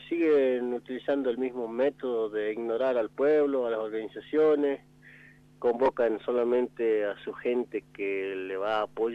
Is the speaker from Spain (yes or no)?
no; Jujuy, Argentina; nosotros como buenos ciudadanos argentinos, jujeños, exigimos